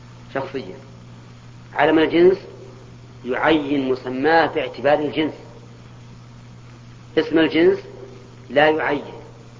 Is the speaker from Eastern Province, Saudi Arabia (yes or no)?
no; Al-Qassim, Saudi Arabia; الكنية عندنا في القصيم لكلها القصيم أولاد علي